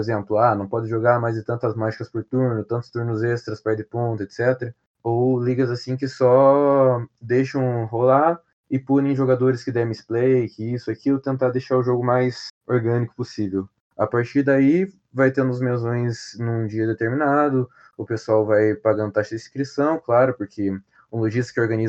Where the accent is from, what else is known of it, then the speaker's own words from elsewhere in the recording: Paraná, Brazil; na minha cidade aqui, eu sou do Paraná